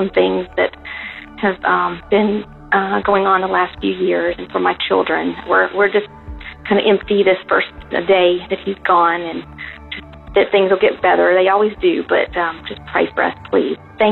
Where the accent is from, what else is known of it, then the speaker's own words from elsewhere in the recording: Kentucky, United States; now in Georgia, United States; I'm from Kentucky. My husband is in the military, and we're in Georgia right now, so Kentucky is dear to me.